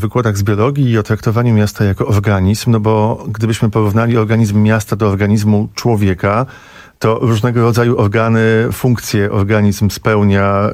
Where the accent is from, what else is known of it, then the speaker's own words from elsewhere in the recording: Radom, Masovian Voivodeship, Poland; born there; now in Warsaw, Poland; Ja mieszkam w Warszawie dłuższą część życia, większą, ale urodziłem się w Radomiu.